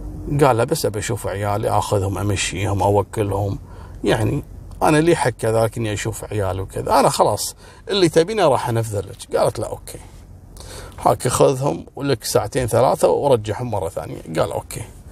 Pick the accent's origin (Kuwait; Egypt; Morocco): Kuwait; يا ريت صراحة النظام هذا عندنا في الكويت صراحة